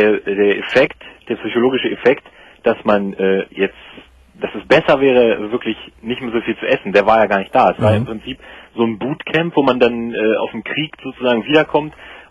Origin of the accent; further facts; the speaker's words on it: Hanover, Lower Saxony, Germany; also ich komme aus Hannover